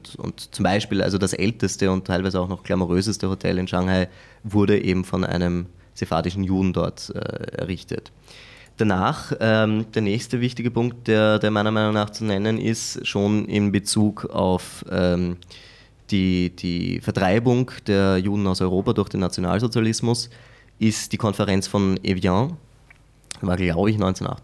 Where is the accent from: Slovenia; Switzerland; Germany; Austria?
Austria; vor allem als Österreicher, wo man ja aus einem Land kommt, das sehr strukturiert ist in vielen Bereichen